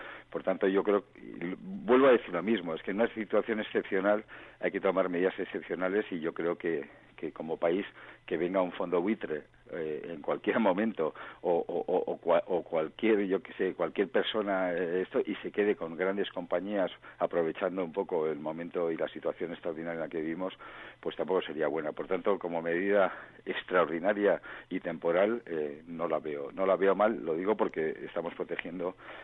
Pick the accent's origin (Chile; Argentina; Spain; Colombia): Spain; yo tengo que agradecerlo, y como español también